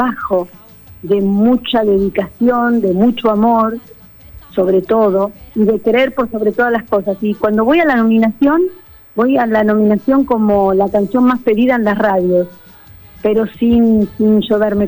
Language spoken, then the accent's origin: Spanish; Argentina; agradeciendo que soy argentina, que soy argentina y que amo mi país.